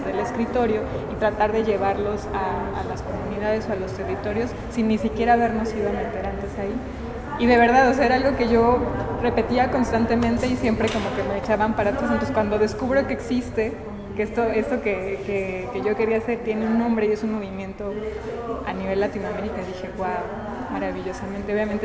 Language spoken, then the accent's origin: Spanish; Tlaquepaque, Jalisco, Mexico; vengo de Tlaquepaque, Jalisco.